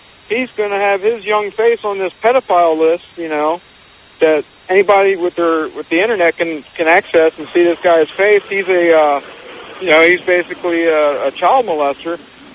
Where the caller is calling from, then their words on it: San Diego, California, United States; I'm calling from San Diego. First-time caller.